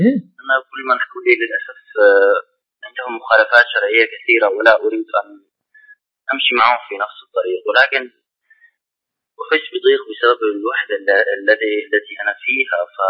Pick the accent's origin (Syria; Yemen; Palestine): Syria; أنا من سوريا